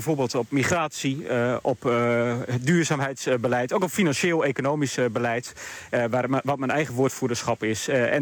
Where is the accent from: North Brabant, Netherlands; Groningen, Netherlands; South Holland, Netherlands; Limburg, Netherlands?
Groningen, Netherlands; Ik kom zelf uit Groningen, kom veel in Emmen, in Veendam, in Stadskanaal.